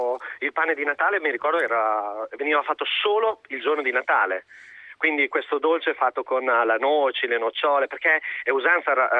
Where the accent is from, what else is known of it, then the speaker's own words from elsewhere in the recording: Modena, Emilia-Romagna, Italy; noi siamo di Modena, quindi la vigilia possiamo fare qualsiasi cosa